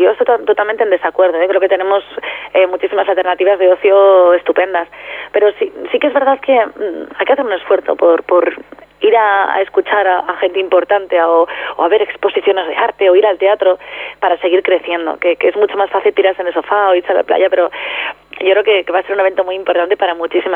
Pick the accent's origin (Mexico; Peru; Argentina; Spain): Spain; Aranda de Duero, Castile and León; cuando empecé con 21 años en Onda Cero en Aranda, en mi pueblo, que he trabajado en todas, en Radio Nacional, en Onda Cero, en la SER, en la COPE y en Punto Radio